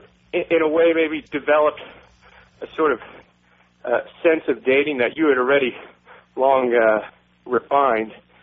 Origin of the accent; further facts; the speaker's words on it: Texas, United States; I mean, I grew up in Texas, and sometimes it's like riding the bull